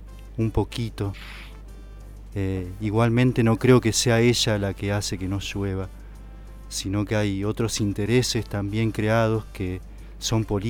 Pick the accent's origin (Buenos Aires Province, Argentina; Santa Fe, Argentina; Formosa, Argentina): Santa Fe, Argentina; San José del Rincón; Allá en Mis Pagos, en Santa Fe, donde yo nací, y después viví cerca del río, en un pueblito muy pintoresco de pescadores que se llama San José del Rincón. Yo vivía cerca del río